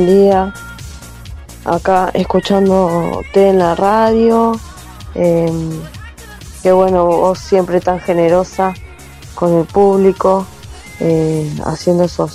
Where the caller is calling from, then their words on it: Quilmes, Buenos Aires Province, Argentina; de Quilmes.